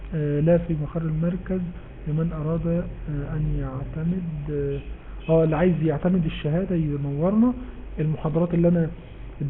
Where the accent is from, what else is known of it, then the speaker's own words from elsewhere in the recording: Egypt; واحنا المصريين اي واحد فيهم